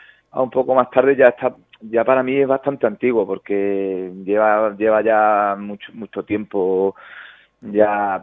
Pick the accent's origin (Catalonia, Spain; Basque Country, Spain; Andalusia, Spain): Andalusia, Spain; Huelva; now in Burgos, Spain; porque somos de Burgos, sí, sí. Aunque yo soy de Huelva, llevo aquí 3 años así aproximadamente.